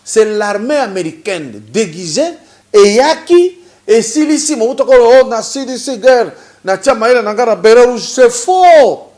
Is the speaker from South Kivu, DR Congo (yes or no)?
no; Lubumbashi, Haut-Katanga, DR Congo; chez nous à Lubumbashi sur l'avenue Kiubo